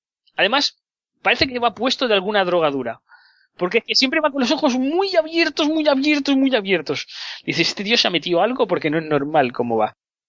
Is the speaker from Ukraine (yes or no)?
yes; Ukraine; accent: Ukrainian; Spanish is a second language; Ya lo sé, que tengo un poco de acento ucraniano, pero bueno, intentaré mejorarlo un poco.